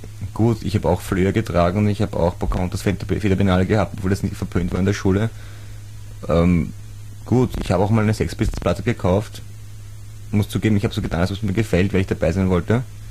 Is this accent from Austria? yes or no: yes; Austria; ich bin jung und bin Österreicher